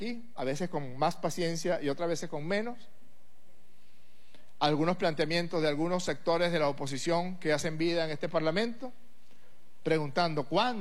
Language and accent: Spanish; Venezuela; Tenemos que querellarnos como venezolanas y como venezolanos.